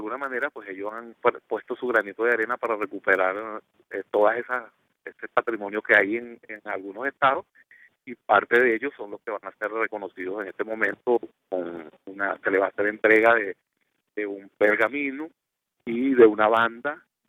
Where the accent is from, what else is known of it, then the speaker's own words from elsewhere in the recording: Venezuela; nosotros tenemos algo que nos identifica como venezolanos